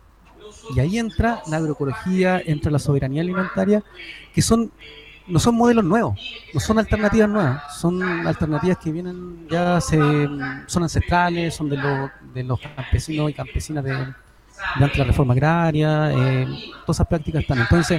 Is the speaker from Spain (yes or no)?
no; Chincolco, Valparaíso, Chile; yo soy de Chincolco